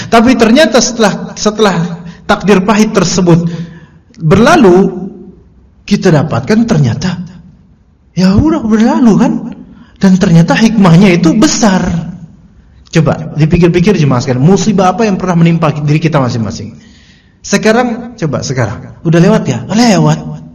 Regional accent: Jakarta, Indonesia; Ya mohon maaf nih ya, kita orang Betawi juga gitu.

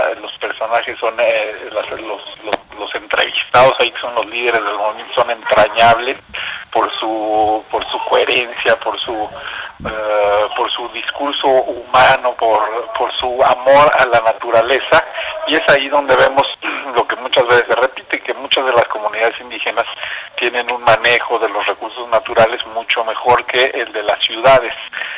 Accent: Cuernavaca, Morelos, Mexico; soy de Cuernavaca, soy nacido en Cuernavaca, muy relacionado con comunidades indígenas. Desde niño he escuchado la lengua náhuatl, la hablo

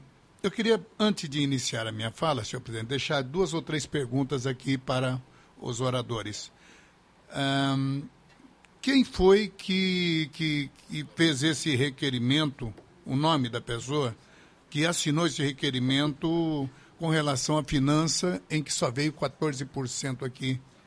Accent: Brazil; born there; Eu digo nós porque eu sou brasileiro, nasci aqui, minha gente.

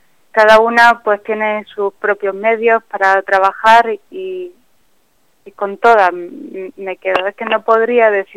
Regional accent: Barcelona, Catalonia, Spain; born there; now in Churriana de la Vega, Spain; Sí, nací en Barcelona, pero me siento granadina completamente.

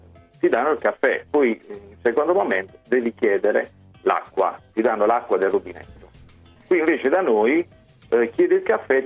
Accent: Apulia, Italy; almeno dalle mie parti qui nella provincia di Bari.

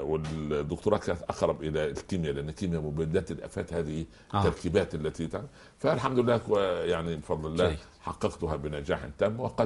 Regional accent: Egypt; كان عندنا في مصر هذا التعبير

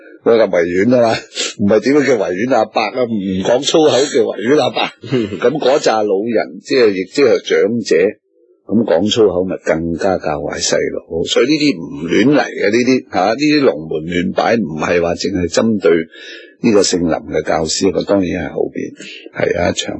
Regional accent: Hong Kong; 我唔担心啊！我系香港人。

